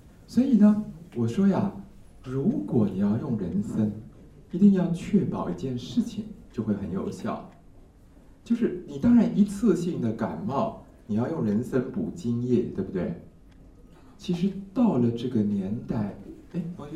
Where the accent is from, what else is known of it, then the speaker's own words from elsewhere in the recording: Taiwan; 哎呦，果然我们台湾人喜欢吃垃圾，我们台湾人人人都吃过，是不是？